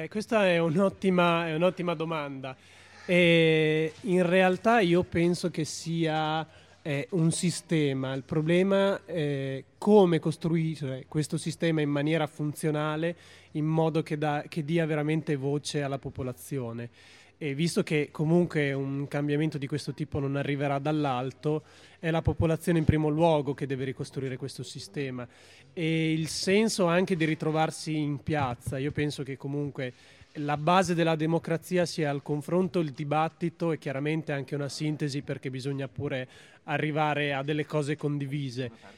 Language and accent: Italian; Bologna, Emilia-Romagna, Italy; Sì, sono uno dei pochi bolognesi di Bologna